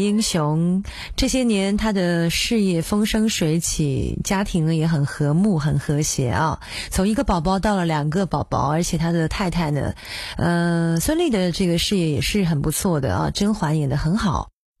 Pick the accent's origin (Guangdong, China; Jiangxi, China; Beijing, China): Jiangxi, China; Nanchang; 因为他跟我都是南昌人嘛